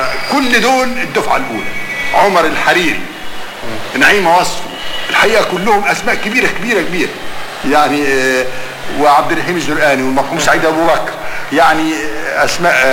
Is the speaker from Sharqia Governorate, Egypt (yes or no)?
no; Cairo, Cairo Governorate, Egypt; لان هيئة التدريس حتى عندنا في القاهرة كلهم مخرجين